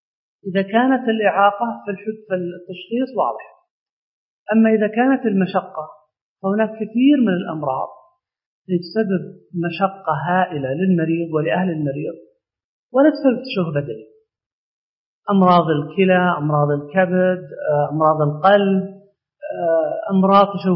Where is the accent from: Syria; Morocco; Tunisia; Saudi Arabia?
Saudi Arabia; لأن عندنا في السعودية من فترات طويلة جدا